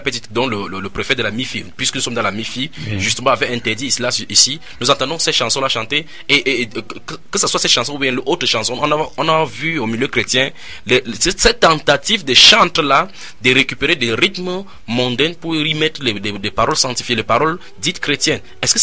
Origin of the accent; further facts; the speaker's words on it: Douala, Littoral, Cameroon; vous entendez … je suis de Douala au Cameroun.